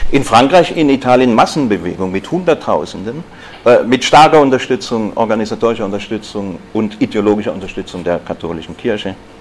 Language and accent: German; Stuttgart, Baden-Württemberg, Germany; Ich komme ja aus Stuttgart.